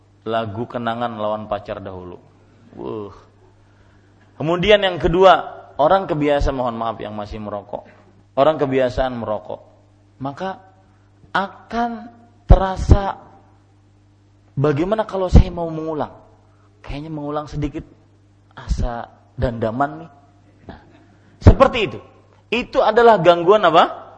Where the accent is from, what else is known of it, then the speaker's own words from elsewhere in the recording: South Kalimantan, Indonesia; Saya pernah kejadian di kampung saya, di Ratu Jaleha.